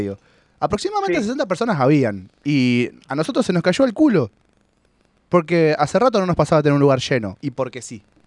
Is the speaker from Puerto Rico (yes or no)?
no; Ushuaia, Tierra del Fuego, Argentina; yo la conozco muy bien, porque yo soy de Ushuaia